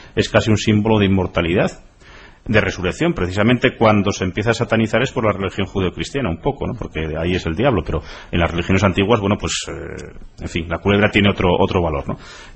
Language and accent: Spanish; Salas, Asturias, Spain; En el concello de Salas, de donde soy, hay unas explotaciones de minería romana aurífera